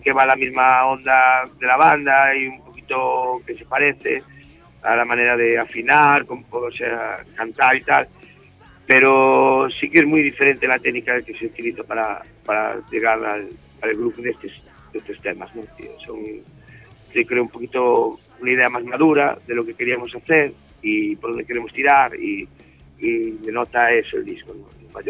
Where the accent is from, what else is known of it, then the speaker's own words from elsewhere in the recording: Galicia, Spain; somos gallegos y tenemos una retranca ya jodida